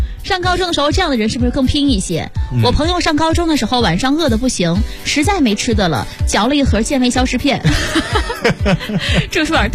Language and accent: Chinese; Shandong, China; 因为我是山东人